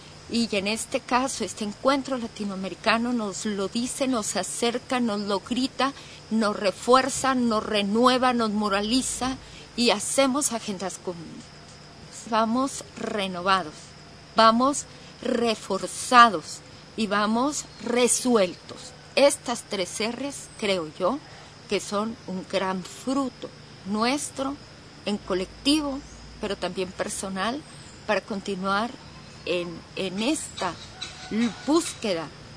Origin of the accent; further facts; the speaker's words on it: El Salvador; soy de El Salvador